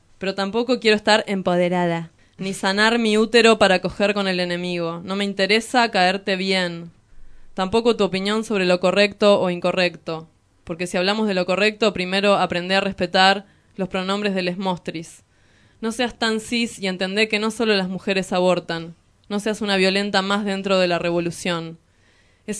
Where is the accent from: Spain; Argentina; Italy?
Argentina; Hurlingham, Buenos Aires Province; de Hurlingham, no me quiero ir